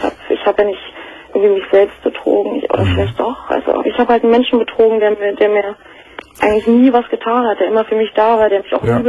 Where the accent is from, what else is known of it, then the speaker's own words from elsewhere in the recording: Berlin, Germany; ich komme aus Berlin